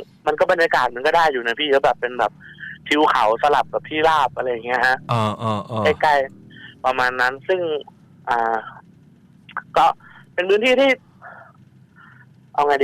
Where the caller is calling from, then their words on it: Lopburi, Thailand; ตอนนี้กลับมาลพบุรีครับ